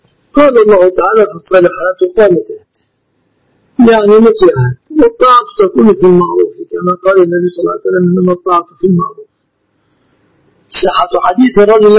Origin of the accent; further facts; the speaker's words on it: Egypt; لكن هذه لغتنا في مصر.